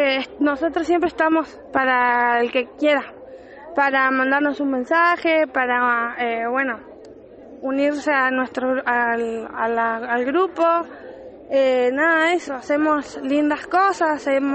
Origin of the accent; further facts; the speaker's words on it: Bariloche, Río Negro, Argentina; vengo de Bariloche, de Furilovche allá.